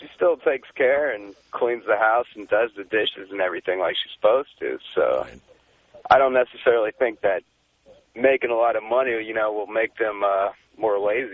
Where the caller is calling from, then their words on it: San Diego, California, United States; All right, I'm from San Diego. I'm first-time caller, but we just kind of got you down here in San Diego now.